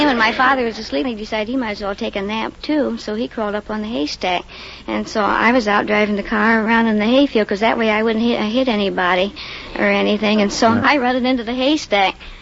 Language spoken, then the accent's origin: English; Rock Island, Illinois, United States; I'm from Rock Island, Illinois.